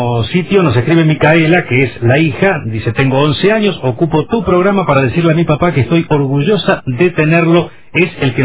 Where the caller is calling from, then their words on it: Concordia, Entre Ríos, Argentina; de Concordia, camionero, y en este momento estoy en Corrientes Capital.